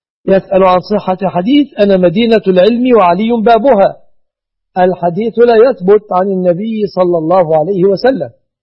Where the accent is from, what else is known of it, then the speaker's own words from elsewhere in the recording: Egypt; بلادنا مصر